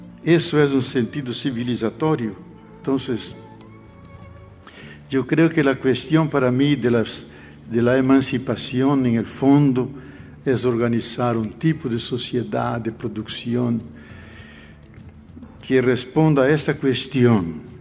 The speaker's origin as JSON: {"language": "Spanish", "country": "Brazil", "second_language": "Spanish", "said": "especialmente en mi país, porque no hay que olvidar que 62% de la población brasileña es afrodescendiente."}